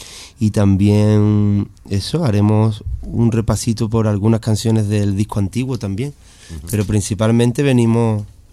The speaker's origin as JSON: {"language": "Spanish", "town": "Seville", "region": "Andalusia", "country": "Spain", "said": "me siento muy andaluz y muy sevillano de mi tierra, por supuesto."}